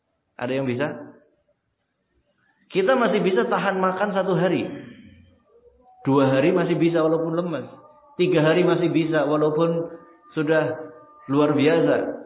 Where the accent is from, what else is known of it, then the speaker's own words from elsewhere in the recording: Java north coast, Indonesia; Contoh kita orang Pantura, panas ya. Cuacanya panas.